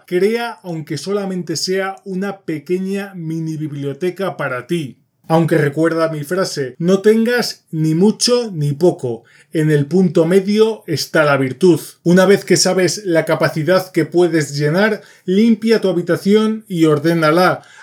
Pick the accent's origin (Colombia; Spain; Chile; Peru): Spain; Soy español y los calcetines se ponen de una manera